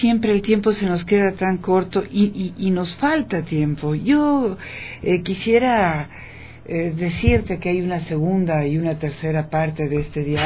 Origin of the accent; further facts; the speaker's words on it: Ecuador; nuestro sello como seres humanos, como ecuatorianas, como ecuatorianos